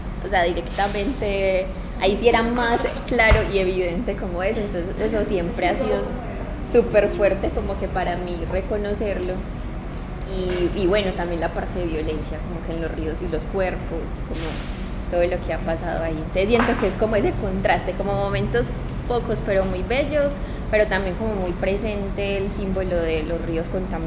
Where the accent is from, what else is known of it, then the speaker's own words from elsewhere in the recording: Rionegro, Antioquia, Colombia; porque nosotros pues acá, o sea, yo soy de Río Negro y siempre, por ejemplo, el Río Negro para mí ha sido como muy ajeno.